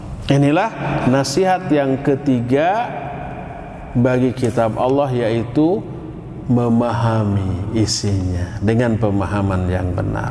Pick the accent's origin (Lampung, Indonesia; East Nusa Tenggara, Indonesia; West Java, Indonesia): West Java, Indonesia; Sebagai orang Sunda, saya lewat nyebut punten sambil dongkok.